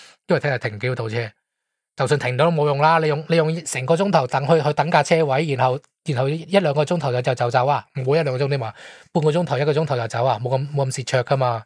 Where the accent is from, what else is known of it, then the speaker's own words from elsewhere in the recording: Guangdong, China; 你见我哋平时我哋广东人蒸鱼啊，啲汁系清澈噶嘛。